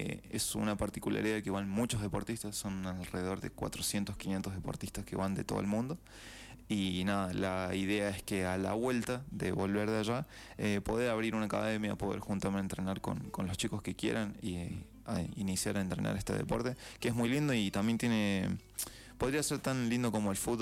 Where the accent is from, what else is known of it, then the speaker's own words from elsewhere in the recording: San Luis, Argentina; sé que soy el único de San Luis